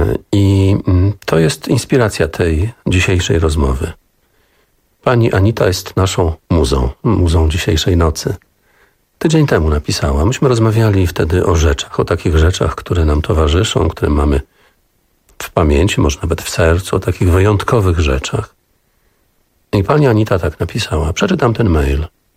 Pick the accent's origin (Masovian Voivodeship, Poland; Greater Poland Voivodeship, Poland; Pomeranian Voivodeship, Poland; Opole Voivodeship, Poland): Pomeranian Voivodeship, Poland; ozdobiony po kociewsku, bo my pochodzimy z tego regionu Polski